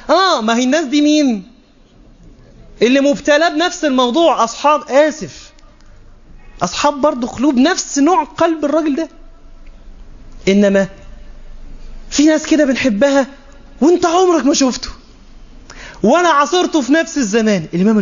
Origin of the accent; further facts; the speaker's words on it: Egypt; مش ممكن بالذات حتى عندنا في مصر الأمر مبالغ فيه